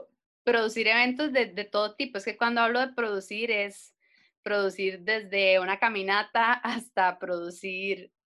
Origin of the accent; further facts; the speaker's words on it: Cartago, Costa Rica; Soy artista costarricense de Cartago.